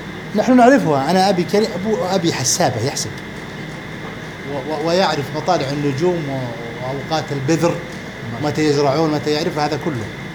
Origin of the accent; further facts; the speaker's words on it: Al-Qassim, Saudi Arabia; فالمثل الشعبي عندنا في للحسابين عندنا في القصيم